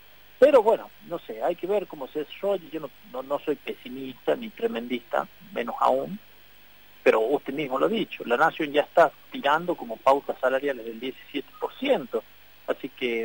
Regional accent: La Rioja, Argentina; incluso yo como riojano, porque yo también soy un riojano que voto acá en La Rioja

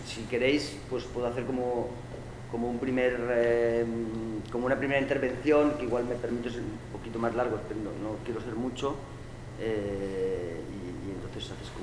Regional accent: Barcelona, Catalonia, Spain; porque en Barcelona, de donde soy yo, pues claro, este debate no ha sido posible plantearlo incluso hace poco, ¿verdad?

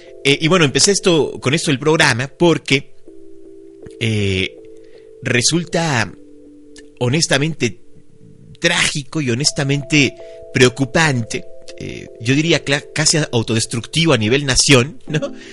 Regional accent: Mexico; no están hablando del país México, no están hablando de todos nosotros como mexicanos

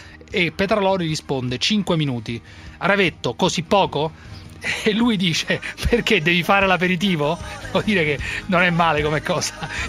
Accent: Rome, Lazio, Italy; now in Milan, Italy; Abito a Milano e sono romano.

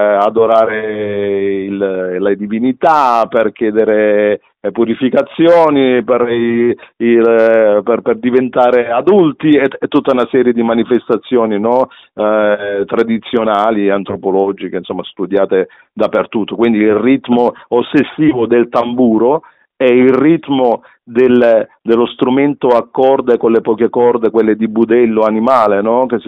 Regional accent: Galatina, Apulia, Italy; born there; io sono nato a Lecce, nel Salento, a Galatina, poi in particolare, che è proprio la città della Taranta

